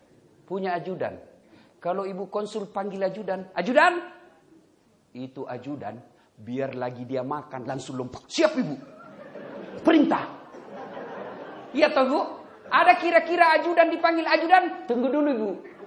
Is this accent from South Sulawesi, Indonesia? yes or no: yes; South Sulawesi, Indonesia; Oh, itu Bugis pinggirang. Kalau saya Bugis modern.